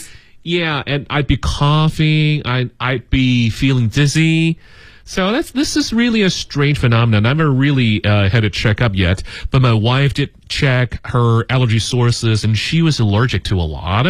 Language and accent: English; Beijing, China; I grew up here in Beijing for, well, I have to say almost 40 years now.